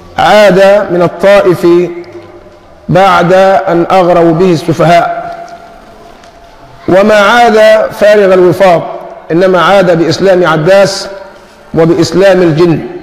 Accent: Egypt; وعندنا في مصر المثل الشعبي يقول فيه العيار اللي ما بيصيب بيدوش

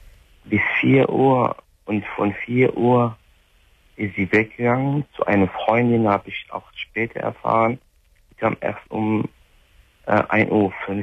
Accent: Marrakesh, Marrakesh-Safi, Morocco; German is a second language; Nein, ich komme aus Marrakesch.

